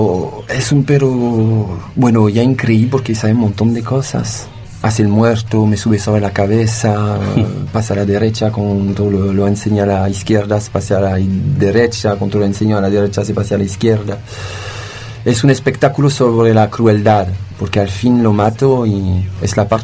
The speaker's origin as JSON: {"language": "Spanish", "country": "France", "also_born_or_lived": "Spain / Chile", "second_language": "Spanish", "moved": "as an adult", "lives_now": "Cusco, Peru", "said": "soy francés, tengo 41 años y vive bastante. ¿Cuánto tiempo en Francia vive? No me acuerdo, pero 2001 me fui de Francia para vivir en España"}